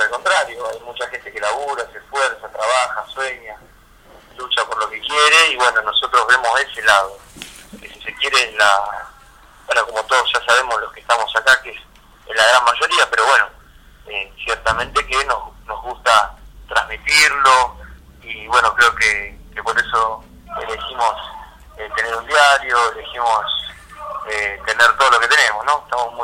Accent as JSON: {"language": "Spanish", "region": "Buenos Aires", "country": "Argentina", "tie": "born or raised there", "said": "yo soy de la República de Mataderos y pensé que no había lugar igual, y bueno, descubrí que el Bajo Flores tiene algo por lo menos muy muy similar del lugar donde yo me crié toda mi vida"}